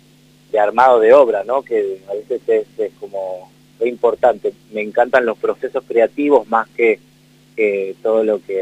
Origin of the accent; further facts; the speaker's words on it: La Matanza, Buenos Aires Province, Argentina; oriundo, sí, en La Matanza, ciudad de Evita, en Buenos Aires, provincia de Buenos Aires.